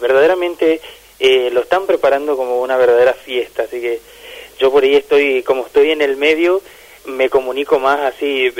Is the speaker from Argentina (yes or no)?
yes; Formosa, Argentina; mi parroquia de origen, ahí que yo soy de Formosa, de la parroquia Virgen del Rosario.